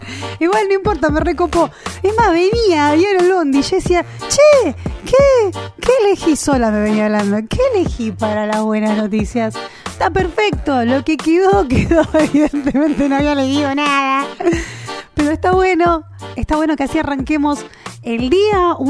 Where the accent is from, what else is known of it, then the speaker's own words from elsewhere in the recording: Argentina; como algo que hacía parte de nuestra cultura, de nuestra característica como argentinos, como de la comunidad y del reino de Dios.